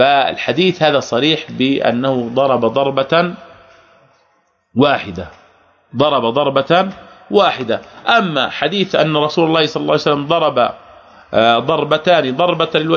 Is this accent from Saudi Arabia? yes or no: no; Jordan; ولذلك عندنا يعني عوام عندنا في الأردن